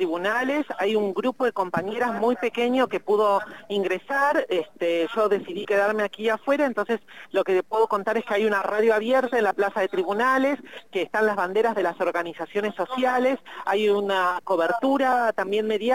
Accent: Argentina; Creo que ese es el norte para la emancipación de nosotras todas como pueblo argentino.

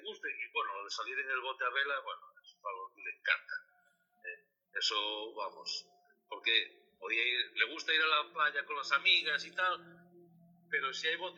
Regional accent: Asturias, Spain; los que somos asturianos somos muy asturianos

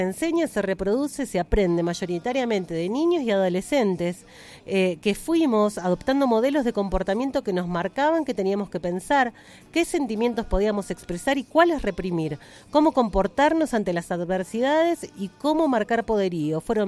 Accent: Dorrego, Buenos Aires, Argentina; born there; Yo nací en Dorrego y el programa se va a retransmitir en Radio Submarina de mi pueblo natal.

